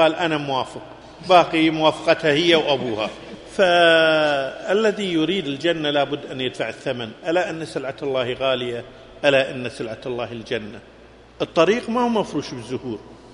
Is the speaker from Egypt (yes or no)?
no; Kuwait; عندكم في السعودية وعندنا في الكويت